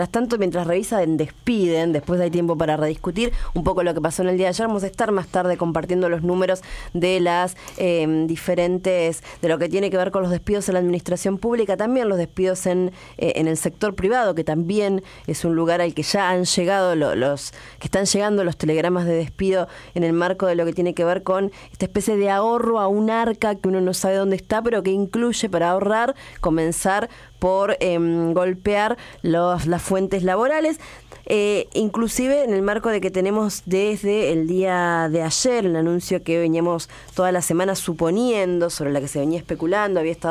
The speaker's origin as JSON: {"language": "Spanish", "town": "La Plata", "region": "Buenos Aires Province", "country": "Argentina", "said": "Nosotros que somos de La Plata, fue un día típicamente platense"}